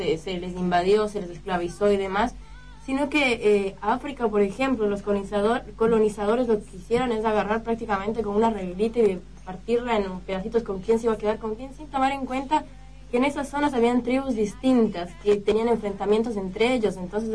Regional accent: Quito, Pichincha, Ecuador; Yo soy de Quito, mi ciudad.

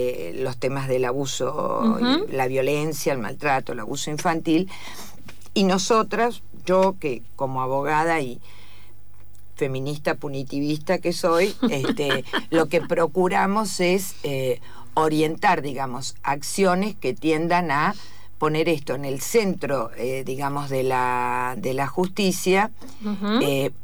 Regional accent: Argentina; eso también hace que se dimensione más nuestro trabajo. Uh-huh. como argentinas.

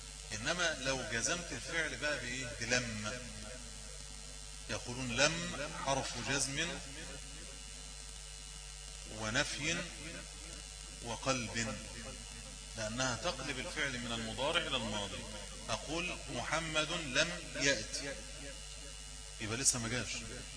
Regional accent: Egypt; يعني كما في المثل المشهور عندنا في مصر

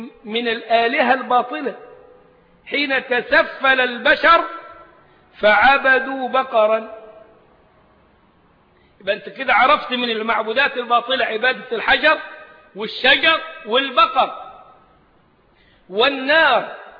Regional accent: Egypt; فإحنا أبناء البلد مش غرباء عليها ولا حاجة، يلبسوا أسود يلبسوا أصفر، البلد بلدنا

